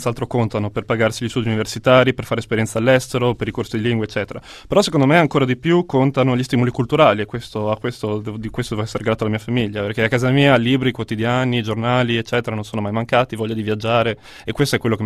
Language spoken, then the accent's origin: Italian; Rovereto, Trentino-Alto Adige, Italy; born there; ho 29 anni, sono nato a Rovereto in Trentino